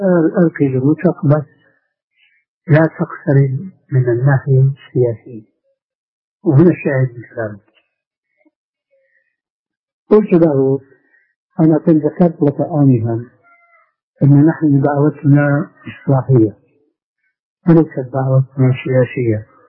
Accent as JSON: {"language": "Arabic", "country": "Syria", "said": "أنا أذكر من تاريخ حياتي هناك في سوريا"}